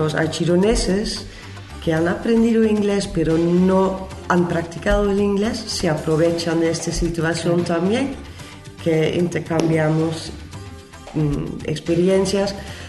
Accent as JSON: {"language": "Spanish", "country": "Netherlands", "second_language": "Spanish", "said": "Yo hablo inglés, yo hablo español, pero como holandesa voy aprendiendo de dos partes también"}